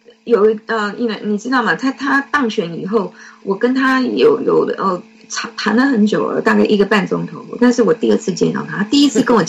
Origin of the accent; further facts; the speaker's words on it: Taiwan; 我们从小在台湾接受的国民党给我们的教育